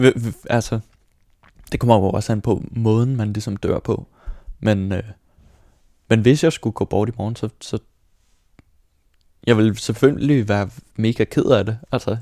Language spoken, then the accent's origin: Danish; Bagsværd, Capital Region of Denmark, Denmark; also born or lived in Copenhagen; Jeg blev født på Vesterbro, men voksede op i Bagsvær med mine forældre og min storebror.